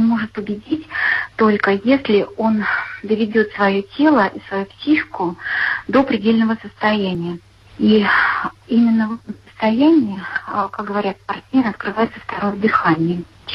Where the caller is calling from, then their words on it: Nizhny Novgorod, Nizhny Novgorod Oblast, Russia; Здравствуйте, я звоню из Нижнего Новгорода.